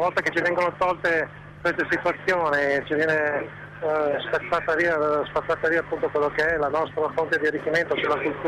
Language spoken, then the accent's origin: Italian; Milan, Lombardy, Italy; moved away; io sono di Milano, lo sapete, quindi per me è stato un po', non abito più Milano da tanto tempo, ma per me è stato un po' come tornare a casa.